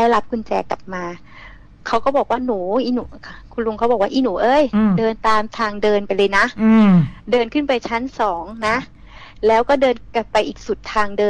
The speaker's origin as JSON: {"language": "Thai", "region": "Bangkok", "country": "Thailand", "said": "หนูอาจจะเป็นคนกรุงเทพที่หนูไม่ค่อยได้เห็นนะค่ะ"}